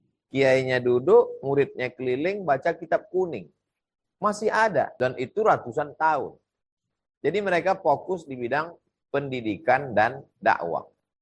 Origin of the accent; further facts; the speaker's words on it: North Sumatra, Indonesia; Sumatera Utara, kampung halaman saya